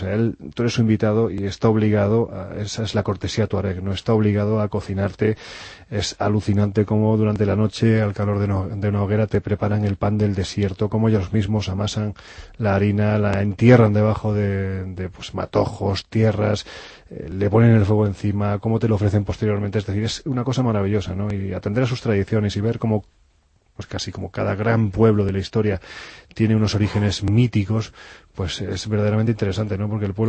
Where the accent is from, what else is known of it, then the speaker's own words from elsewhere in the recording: Andalusia, Spain; ya que estamos hablando de mi tierra